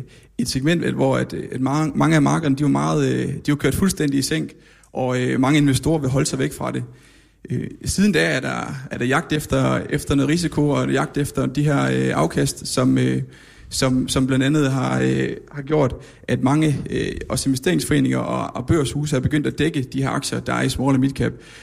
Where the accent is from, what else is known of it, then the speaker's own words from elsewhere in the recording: Jutland, Denmark; Men vi er jo også fra Jylland, så vi bliver også nødt til at være lidt nede på jorden.